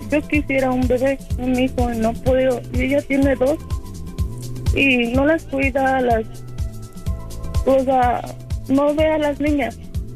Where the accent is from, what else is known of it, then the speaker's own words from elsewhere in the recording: Toluca, State of Mexico, Mexico; No, yo soy de Toluca.